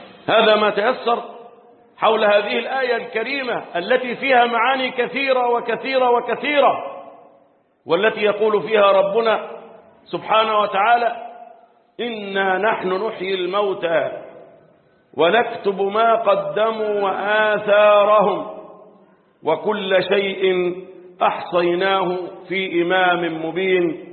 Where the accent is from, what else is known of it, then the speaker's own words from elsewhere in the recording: Egypt; اللهم احفظ بلدنا مصر